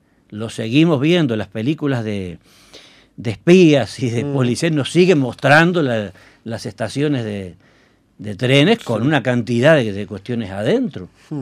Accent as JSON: {"language": "Spanish", "country": "Uruguay", "said": "Porque somos uruguayos, nos da vergüenza."}